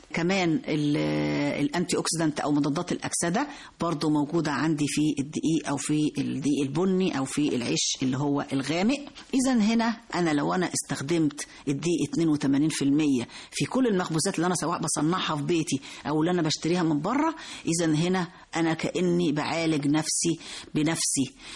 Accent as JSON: {"language": "Arabic", "country": "Egypt", "said": "طبعا احنا معظمنا كمصريين بنفضل قوي الرغيف الأبيض"}